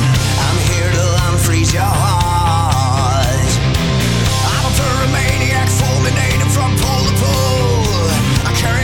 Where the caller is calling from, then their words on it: Bilbao, Basque Country, Spain; Somos una pareja de Bilbo que nos gusta el heavy metal